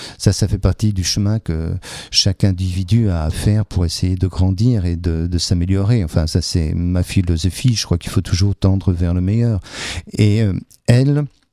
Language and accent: French; Brussels, Brussels-Capital Region, Belgium; j'ai grandi à Bruxelles avec mes parents, on venait passer les vacances à Metz, au Sablon, chez mes grands-parents.